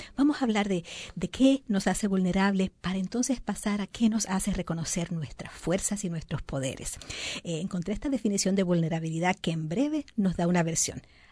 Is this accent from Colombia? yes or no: no; Puerto Rico; En mi país, en Puerto Rico, dicen lo que viene es lo que conviene.